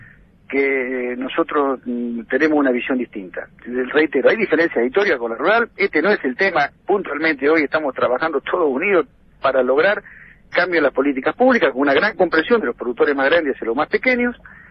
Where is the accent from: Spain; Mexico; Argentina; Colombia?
Argentina; como argentino me duele enormemente